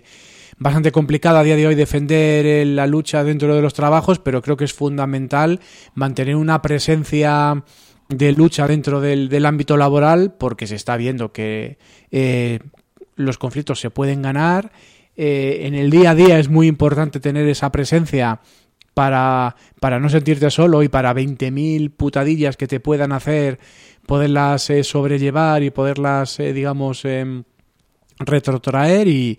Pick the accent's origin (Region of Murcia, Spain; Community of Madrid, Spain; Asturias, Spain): Community of Madrid, Spain; Madrid; como madrileños, yo creo